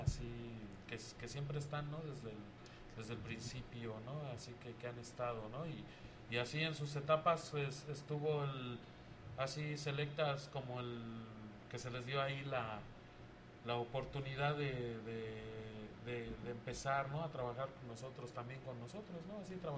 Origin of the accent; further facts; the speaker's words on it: Iztapalapa, Mexico City, Mexico; la zona en la que estamos, en la que radicamos, de donde somos. Su mayoría somos de Iztapalapa